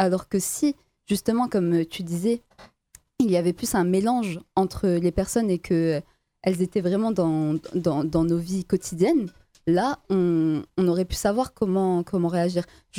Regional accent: France; je parle pour la France parce que je suis française

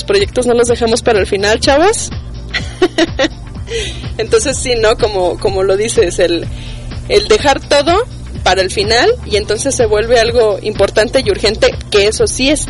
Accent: Mexico; Sí, que eso es algo bien característico de nosotros y sobre todo como mexicanos

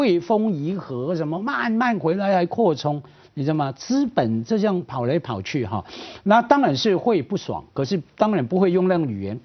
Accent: Hong Kong; 我们香港人说是北方啊

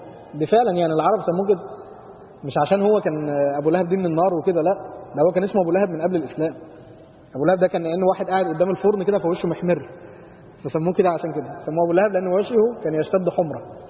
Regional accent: Upper Egypt, Egypt; زي الفرع عندنا في الصعيد كده لما بيبتدي ما بينتهيش بقى

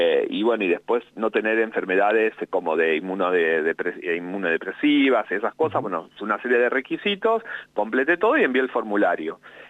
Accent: Santa Fe, Argentina; now in Buenos Aires, Argentina; Mira, yo vivo acá en Capital Federal, pero soy de Santa Fe. Hace 20 años que vivo acá en Capital.

